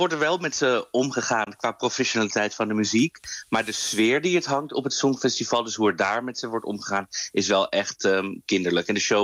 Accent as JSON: {"language": "Dutch", "country": "Netherlands", "said": "En ja, als Nederlanders mogen we op onszelf stemmen vanaf vanavond 8 uur."}